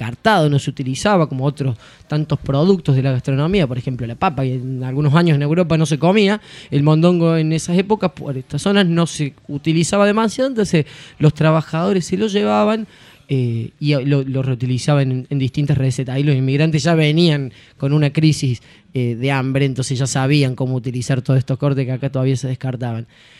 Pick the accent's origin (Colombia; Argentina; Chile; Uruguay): Argentina; Córdoba; De Córdoba, papá.